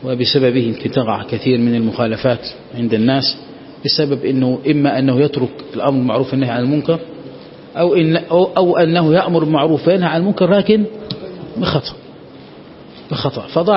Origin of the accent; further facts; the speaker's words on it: Egypt; هو أعلم واحد عندنا في مصر